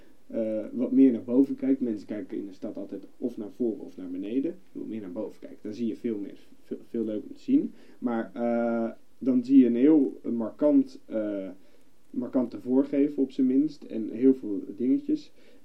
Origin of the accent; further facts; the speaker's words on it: Houten, Utrecht, Netherlands; born there; In Houten.